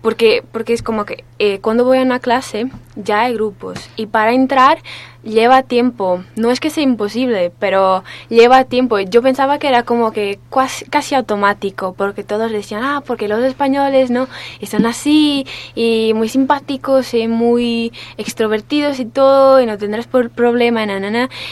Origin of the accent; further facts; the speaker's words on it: Coimbra, Coimbra District, Portugal; now in Salamanca, Spain; yo que vengo de Portugal, hay una tradición académica muy fuerte, y vengo de una ciudad que es Coimbra, que es hermana de Salamanca.